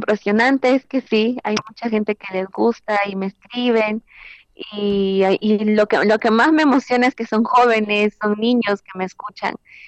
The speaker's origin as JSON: {"language": "Spanish", "country": "Peru", "first_language": "Quechua", "second_language": "Spanish", "said": "Sí, canto en mi lengua materna, que es el quechua, y pues me encanta porque es un idioma que sentía que se estaba perdiendo"}